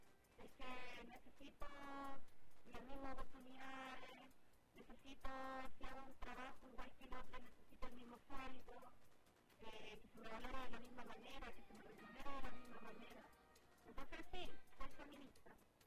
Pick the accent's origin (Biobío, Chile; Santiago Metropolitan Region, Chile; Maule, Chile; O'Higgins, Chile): O'Higgins, Chile; Rancagua; also born or lived in Valparaíso; Yo decidí venirme a Rancagua porque yo nací en Rancagua